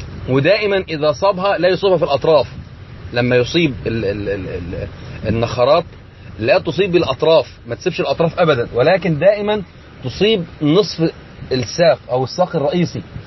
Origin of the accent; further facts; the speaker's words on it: Egypt; أو زي ما يسمى عندنا في مصر السوسة المانجو